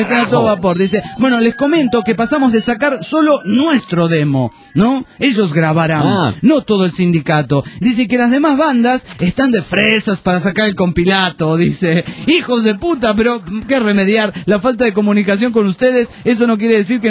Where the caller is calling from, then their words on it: Olavarría, Buenos Aires Province, Argentina; Bueno, hola … Esto es en Olavarría.